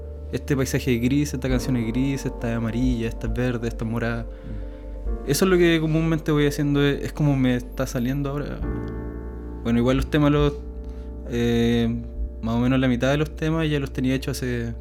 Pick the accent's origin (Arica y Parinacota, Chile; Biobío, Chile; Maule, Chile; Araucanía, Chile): Biobío, Chile; Talcahuano; Siempre vivo en Talcahuano. Vivo en Salina, ahí apegadito al canal, con la vista todo el día al humedal.